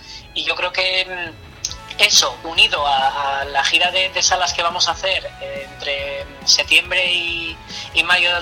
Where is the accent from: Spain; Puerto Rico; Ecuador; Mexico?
Spain; Gijón, Asturias; el violinista y yo somos de Gijón